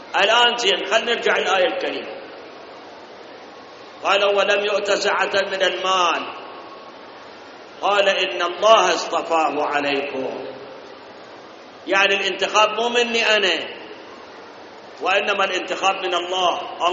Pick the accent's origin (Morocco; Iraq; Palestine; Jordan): Iraq; إحنا واجبنا كعراقيين وكمسلمين